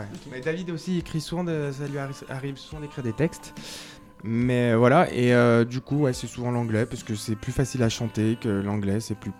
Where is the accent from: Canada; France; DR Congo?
France; accent: French; ils entendent clairement que je suis français quand je parle, d'accord. Parce que vraiment l'anglais parlé, je sonne très français